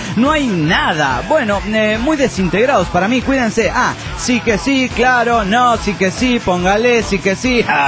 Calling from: General Belgrano, Buenos Aires Province, Argentina; de General Belgrano, Argentina.

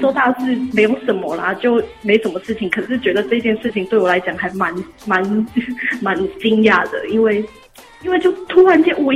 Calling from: Tainan, Taiwan; 我是台南的

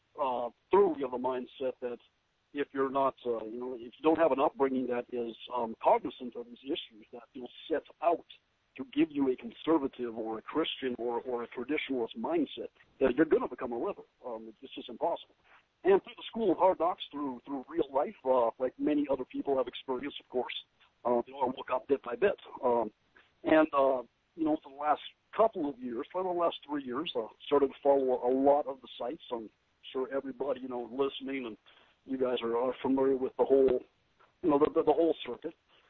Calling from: Tennessee, United States; no, I'm calling you from Tennessee.

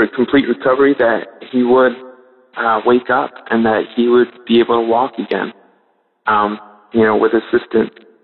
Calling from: Mount Bethel, Pennsylvania, United States; Hi, DAB family. … I'm calling from Mount Bethel, Pennsylvania. It's my first time calling.

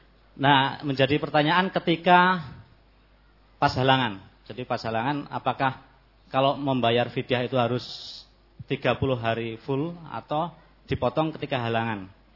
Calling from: Baturaja, South Sumatra, Indonesia; dari Batu Marta, Batu Raja, Palembang, Pak.

